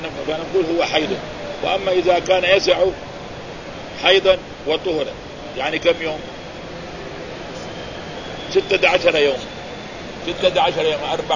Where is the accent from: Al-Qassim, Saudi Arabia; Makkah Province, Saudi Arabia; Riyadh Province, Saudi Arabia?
Makkah Province, Saudi Arabia; Mecca; وهذا حصل عندنا في مكة